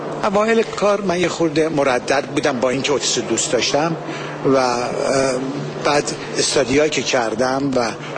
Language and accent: Persian; Iran; now in United States; من ایرانی امریکایی هستم